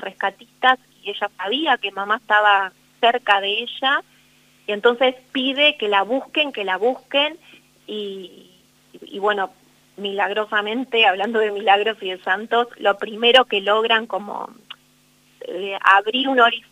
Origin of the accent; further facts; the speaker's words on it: San Justo, Argentina; era poder conectarlo con mi infancia en San Justo